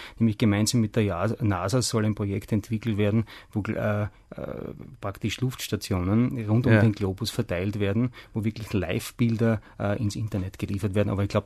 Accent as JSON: {"language": "German", "country": "Austria", "said": "Da fährt einmal die Eisenbahn drüber, wie man bei uns in Österreich so sagt, vielleicht auch in Deutschland."}